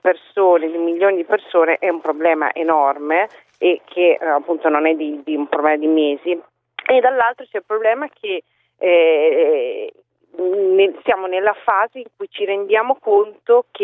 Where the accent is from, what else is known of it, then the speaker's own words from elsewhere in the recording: Emilia-Romagna, Italy; quando ritorno dalle mie parti, e cioè in Emilia Romagna, che appunto non è una zona di destra.